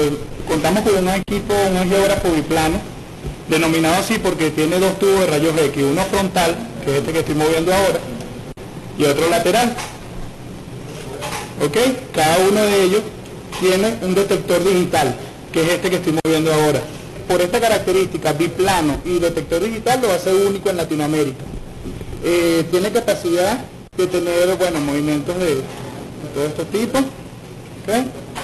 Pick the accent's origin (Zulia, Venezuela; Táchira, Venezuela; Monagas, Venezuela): Táchira, Venezuela; De la gruta Estado Táchira.